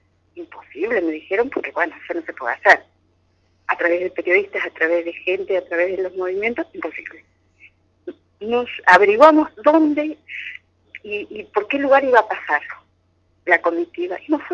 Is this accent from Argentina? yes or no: yes; Argentina; Yo soy de Argentina y desde ese momento que nos encontramos empezamos a trabajar juntas.